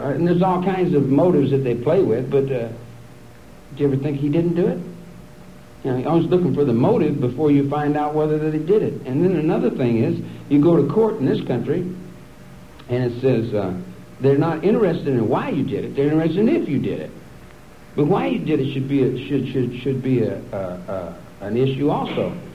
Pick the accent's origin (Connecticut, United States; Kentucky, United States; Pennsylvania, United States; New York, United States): Kentucky, United States; now in Wheeling, United States; I live in Wheeling, West Virginia. I'm from Kentucky. I'm a Kentucky boy.